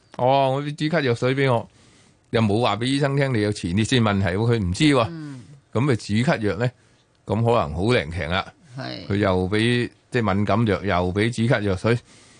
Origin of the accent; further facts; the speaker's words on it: Hong Kong; 我哋香港人中意快靓正